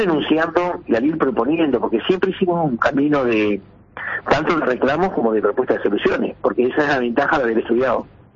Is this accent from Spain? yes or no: no; Uruguay; Pero nosotros somos, también los uruguayos en general, no hablo de los profesionales, los uruguayos en general